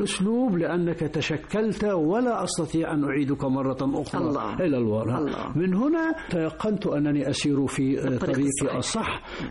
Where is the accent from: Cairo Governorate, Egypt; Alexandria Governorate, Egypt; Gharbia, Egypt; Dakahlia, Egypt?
Dakahlia, Egypt; Mansoura; انت منين؟ قلت له: من المنصورة.